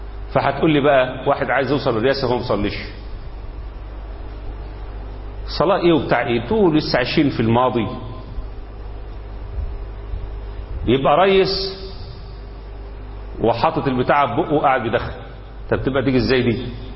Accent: Egypt

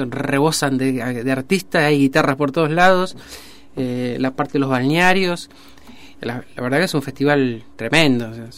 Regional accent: Mar del Plata, Buenos Aires Province, Argentina; born there; yo nací acá en Mar del Plata, ¿viste?

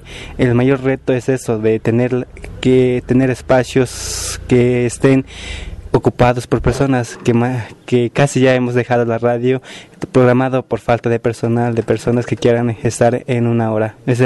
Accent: San Miguel Sinacapan, Mexico; soy de San Miguel Sinacapan

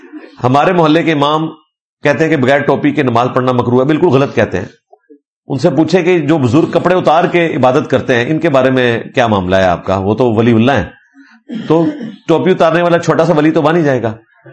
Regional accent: Mianwali, Punjab, Pakistan; میرا تعلق میاں والی سے ہے, ہمارے علاقہ کا زیادہ تر تعلق بریلوی مسلک سے ہے.

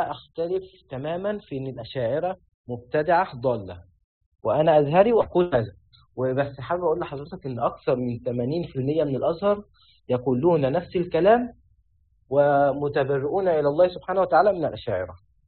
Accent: Egypt; لو نظرت للمدارس عندنا في مصر وفي الأزهر

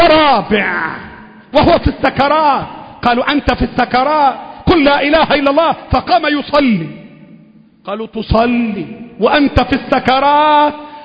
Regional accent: Egypt; اللهم احفظ بلدنا مصر

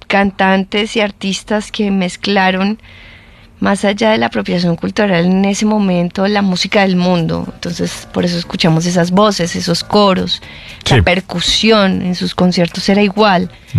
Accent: Mexico; Somos cuatro cuates que crecimos en México escuchando rock and roll

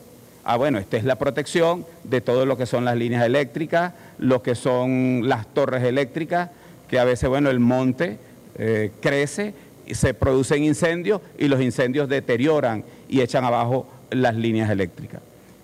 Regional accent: Venezuela; así tenemos que entenderlo los venezolanos.

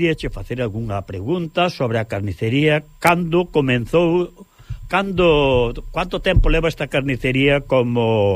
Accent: Galicia, Spain; now in Catalonia, Spain; Pode haber moitos cocidos, pero como galego, me parece a mí que hai poucos.

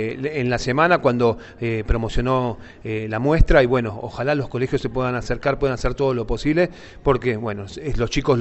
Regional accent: Buenos Aires, Argentina; moved away; Yo soy de Buenos Aires, hace poco que estoy acá, hace unos 7, 8 años

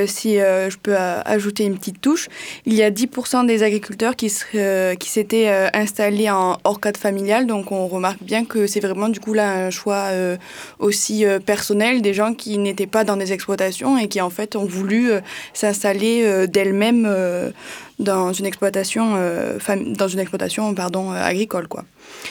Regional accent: Occitanie, France; Tout ça dans ma région d'origine, les Hautes-Pyrénées.

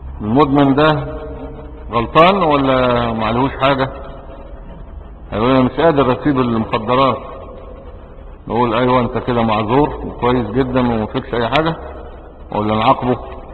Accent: Egypt; احنا مش عرب، احنا مصريين

